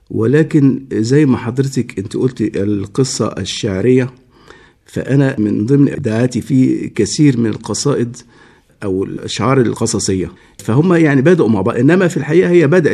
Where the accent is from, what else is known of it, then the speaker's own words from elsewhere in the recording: Port Said, Port Said Governorate, Egypt; هو أنا من أبناء بورسعيد.